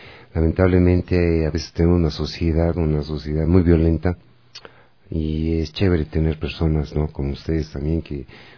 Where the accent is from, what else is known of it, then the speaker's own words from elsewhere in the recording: Ecuador; somos ecuatorianos y muy orgullosos de tener otras raíces y felices de ser amarillo, azul y rojo de Ecuador.